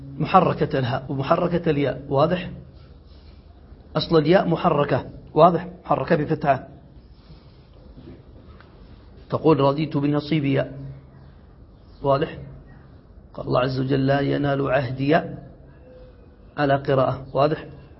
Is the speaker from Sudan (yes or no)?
no; Yemen; هذا موجود عندنا في اليمن في الدارجية.